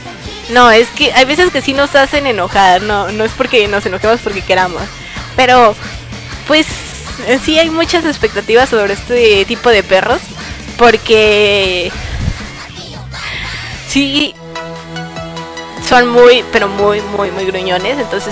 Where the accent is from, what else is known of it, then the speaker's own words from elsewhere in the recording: Mexico; Soy mexicana, pero es lo único que les voy a decir.